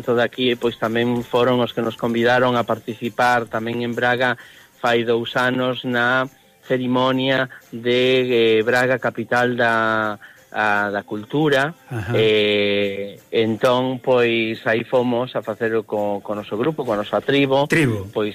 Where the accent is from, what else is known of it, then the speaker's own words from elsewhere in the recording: Pontevedra, Galicia, Spain; a pesar de estar tan próximos a Vigo, que eu son de Pontevedra, pero estamos nada, a menos de media hora de Vigo